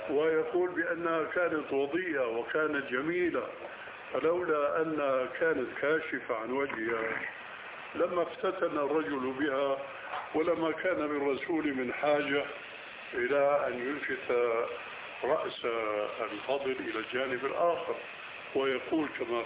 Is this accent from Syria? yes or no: yes; Syria; ونحن ما قلنا ذلك كما يقولون عندنا بالشام تشليطا